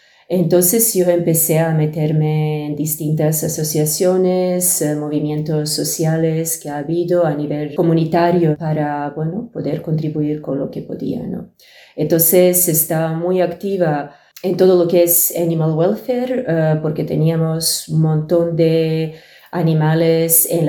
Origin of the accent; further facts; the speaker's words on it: Serbia; moved away; salir de Serbia y todo lo que ha venido después. De alguna forma, todo lo que recuerdo relacionado con mi país de origen fue conectado con la guerra civil